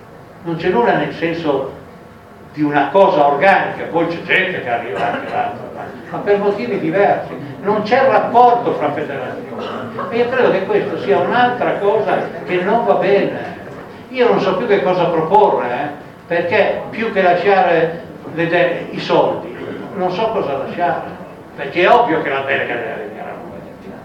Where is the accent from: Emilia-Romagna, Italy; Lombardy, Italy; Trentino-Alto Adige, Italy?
Emilia-Romagna, Italy; Io vengo dall'Emilia Romagna, notoriamente molto rossa